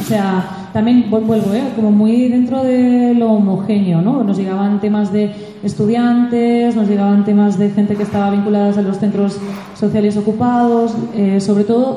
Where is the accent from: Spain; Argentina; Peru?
Spain; Terrassa, Catalonia; vengo de Tarrasa.